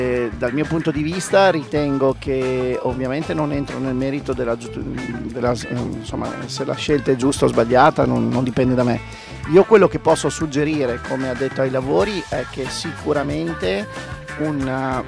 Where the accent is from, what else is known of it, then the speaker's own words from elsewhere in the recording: Bologna, Emilia-Romagna, Italy; come imprenditore sì, come bolognese ni